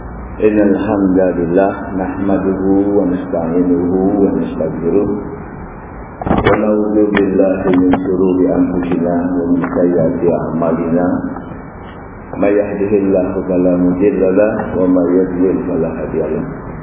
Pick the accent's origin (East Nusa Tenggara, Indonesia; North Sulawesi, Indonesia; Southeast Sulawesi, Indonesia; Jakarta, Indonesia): Jakarta, Indonesia; now in Malaysia; Saya dari Jakarta dan ke Malaysia ini sudah hampir tiga minggu ini